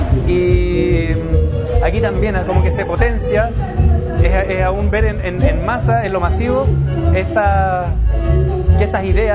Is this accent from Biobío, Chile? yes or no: no; Coyhaique, Aysén, Chile; vengo de Coyhaique, de la Patagonia chilena.